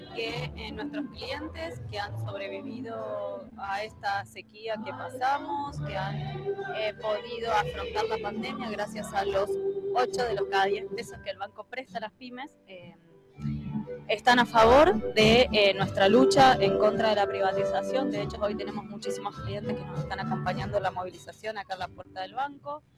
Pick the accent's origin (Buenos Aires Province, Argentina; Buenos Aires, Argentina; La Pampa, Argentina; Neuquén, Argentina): La Pampa, Argentina; como pampeanos y pampeanas, como argentinos y argentinas